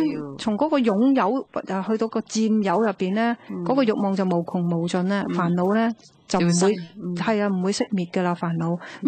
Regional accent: Guangdong, China; accent: Cantonese; 我哋广东话叫做咁就系路啦，啱啦。

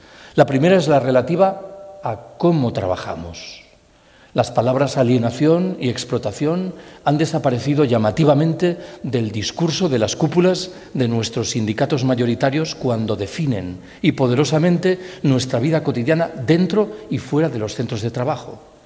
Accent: Galicia, Spain; Yo soy gallego, en el caso de Galicia esa población es Betanzos.

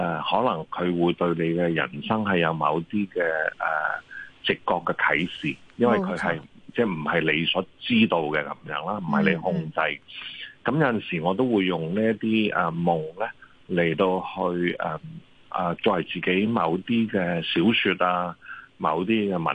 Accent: China; 即係我哋中國人都成日都講嚇，日有所思，夜有所夢啊嚇。

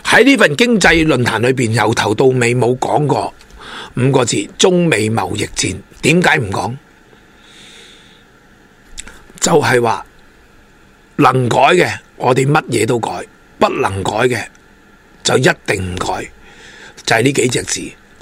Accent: China; 咁我哋呢就有啲要改变让民嘅措施，减税嘅措施，令到呢我哋中国人呢可以持续发展

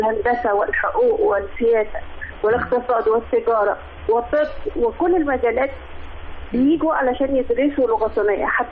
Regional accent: Egypt; احنا عندنا في مصر مدرسة واحدة بس

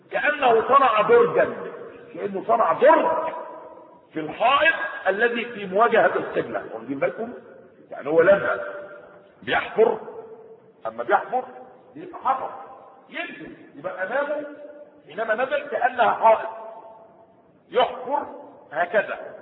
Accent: Egypt; بتاع الكرب اللي ماشي عندنا في مصر

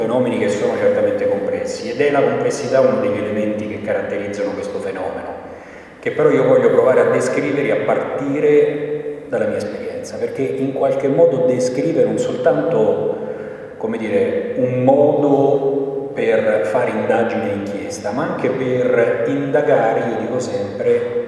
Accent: Lazio, Italy; Io vengo dalla provincia di Latina, che è un territorio che almeno fino a qualche anno fa veniva considerato libero dalle mafie.

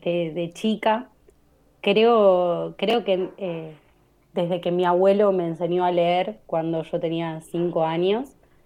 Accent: Lomas de Zamora, Buenos Aires Province, Argentina; Me crié en Santa Marta, en Lomas de Zamora, entre Santa Marta y Villa Independencia, que son los barrios pegaditos. Y es como, bueno, soy de ahí en realidad, pero actualmente estoy viviendo en Avellaneda. Estuve en Sarandí el año pasado

